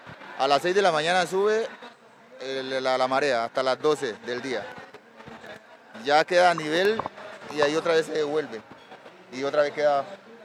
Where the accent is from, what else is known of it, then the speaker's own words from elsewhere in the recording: Punta Ijuá, Chocó, Colombia; born there; now in Cali, Colombia; En Chocó. Un pueblito que le dicen Punta Ijuá, Chocó.